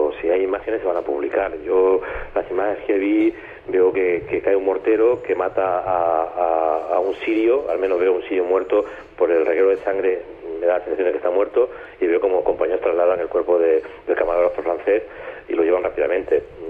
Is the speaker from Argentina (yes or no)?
no; Spain; Me temo que en los últimos años, en mi país, España, los periodistas cada vez están más cerca del poder